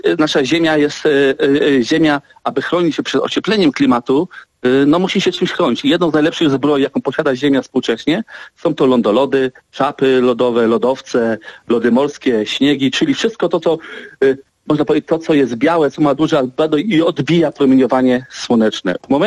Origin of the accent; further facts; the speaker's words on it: Dziwnów, West Pomeranian Voivodeship, Poland; Ja pochodzę z miejscowości Dziwów nad Morzem.